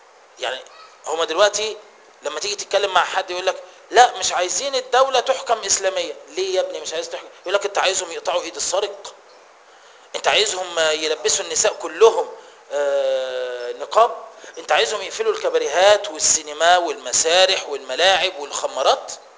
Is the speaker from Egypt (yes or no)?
yes; Egypt; إحنا بنطبق عندنا في مصر في الحكم وفي القضاء القانون الفرنسي